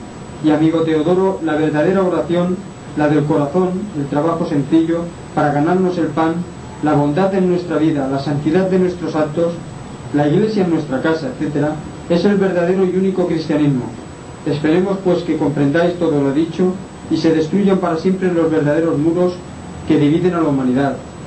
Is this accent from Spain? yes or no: yes; Inca, Balearic Islands, Spain; born there; now in Palma, Spain; obrero yesero ya jubilado, mallorquín. Nací en Inca, pero hace muchos años que resido en Palma